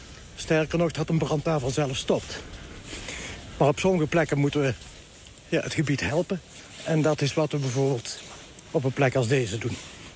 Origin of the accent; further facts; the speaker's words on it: North Brabant, Netherlands; Ja, het is mijn geboortegrond. Hier ben ik ook opgegroeid